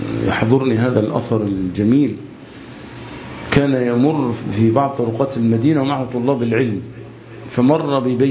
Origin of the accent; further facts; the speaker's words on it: Egypt; كمصريين، للحفاظ على يعني وحدتنا ولحمتنا وعلى قوتنا.